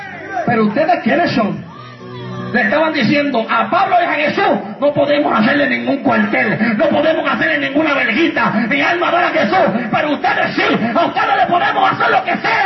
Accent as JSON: {"language": "Spanish", "country": "Puerto Rico", "said": "Mira, hermano, cuando yo voy hasta a predicar a otros lados, y le digo, yo soy de Puerto Rico."}